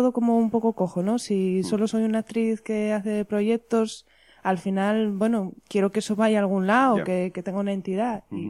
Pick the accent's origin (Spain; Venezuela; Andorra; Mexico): Spain; Asturias; also born or lived in Madrid; A pesar de volver a Asturias, era volver a empezar